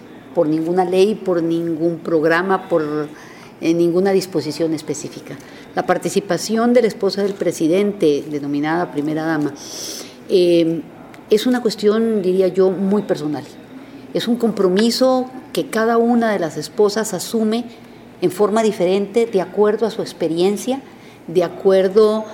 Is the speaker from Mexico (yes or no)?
yes; Mexico; moved away as an adult; now in Costa Rica; en el momento que yo salí de México, cuando yo me iba a casar, mi padre fue muy sabio y me dijo: mijita, usted tiene que entender que a partir de hoy su tierra será Costa Rica